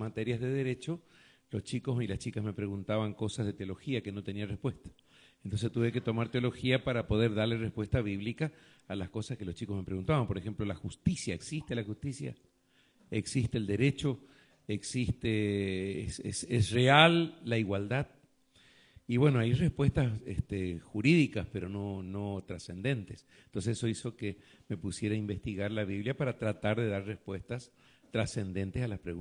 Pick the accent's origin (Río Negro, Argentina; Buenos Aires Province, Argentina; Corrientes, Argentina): Corrientes, Argentina; Goya; born there; 8 de abril de 1950, el día de mi nacimiento, según mi madre, en Goya, Corrientes. Y estoy trabajando actualmente en un lugar de la provincia de Santa Fe que se llama Capitán Bermúdez.